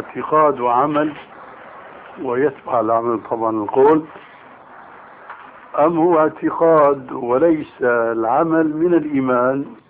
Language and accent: Arabic; Syria; أما جماهير الناس كما يقولون عندنا في سوريا هات إيدك وامشي